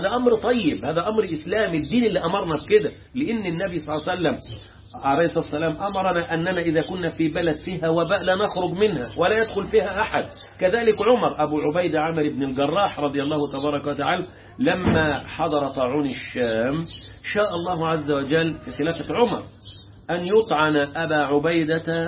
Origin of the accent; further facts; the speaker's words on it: Egypt; عندنا في مصر وطلعها فرنسا